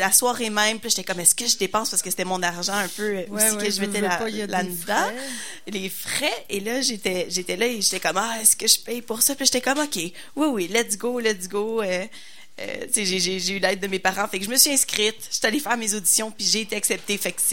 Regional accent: Quebec, Canada; Moi, je viens des Laurentides.

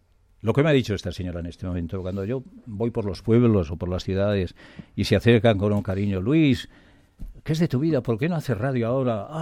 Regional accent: Ponferrada, Castile and León, Spain; La noticia deportiva está en este momento en mi pueblo, en Ponferrada.

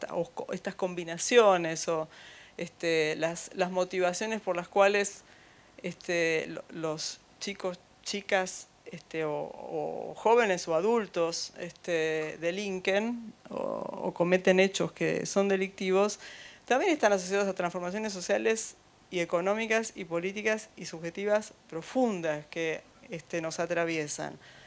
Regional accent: Temperley, Buenos Aires Province, Argentina; No soy de La Plata, soy de Temperley, de la zona sur del Gran Buenos Aires

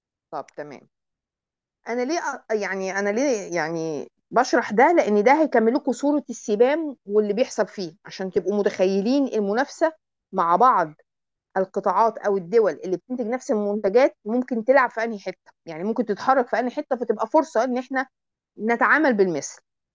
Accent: Egypt; ويمكن عندنا في مصر من أشهر الناس اللي شغالين في السوق الطوعي ده

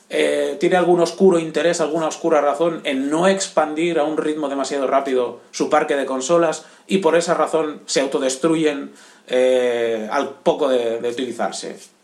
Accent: Barcelona, Catalonia, Spain; soy de Barcelona.

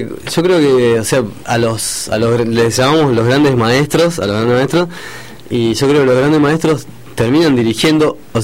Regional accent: Villa María, Córdoba, Argentina; Yo soy de Villa María, Córdoba.

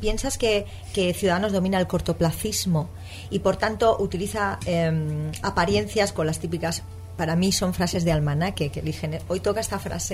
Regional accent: Alicante, Valencian Community, Spain; yo que soy muy cuadriculada, como buena alicantina

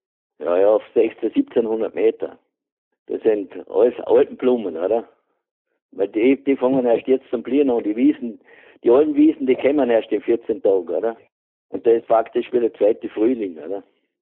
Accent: Carinthia, Austria; Ich bin ein Kärntner, aber ich habe das schon von Jugend auf, ganz von Jugend auf, habe ich das schon mitgekriegt.

